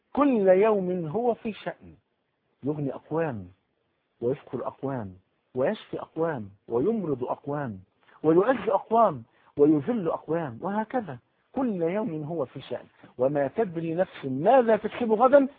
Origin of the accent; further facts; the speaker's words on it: Cairo, Cairo Governorate, Egypt; عندنا في الحي اللي انا تربيت فيه في مصر القديمة.